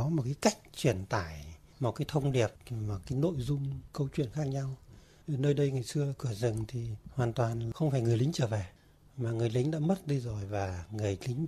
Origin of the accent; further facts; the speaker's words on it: Tam Diep, Ninh Binh, Vietnam; là đúng là cái vùng bán sơn địa Tam Điệp Ninh Bình quê tôi ấy.